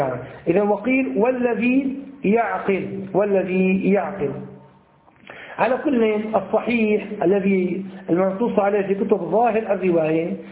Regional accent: Damascus, Damascus Governorate, Syria; أول خطبة حضرت فعلتها في مسجد عندنا في دمشق حي الشاغور

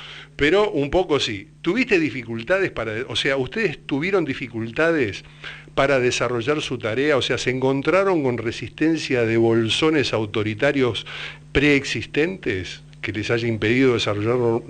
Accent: Argentina; yo soy argentino y mi caída en Paraguay obedece a una articulación solidaria

